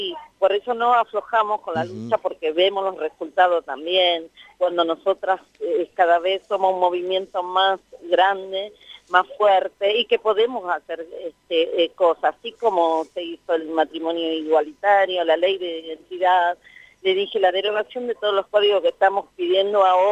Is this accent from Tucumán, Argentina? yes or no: yes; Tucumán, Argentina; yo me considero provinciana también, soy tucumana, sí.